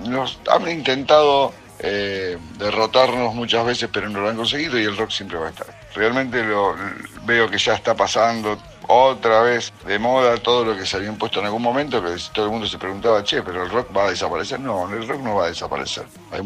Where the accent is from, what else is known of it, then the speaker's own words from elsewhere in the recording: San Nicolás, Buenos Aires Province, Argentina; Yo soy de acá, de San Nicolás, de la zona muy cerca de Rosario.